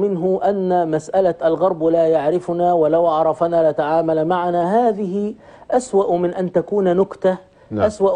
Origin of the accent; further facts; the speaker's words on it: Egypt; نحن عندنا في مصر